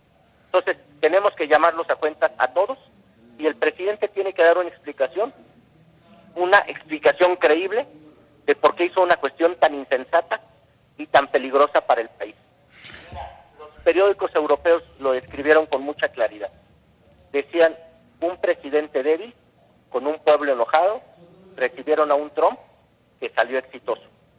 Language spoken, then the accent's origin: Spanish; Mexico; nos exponen como mexicanos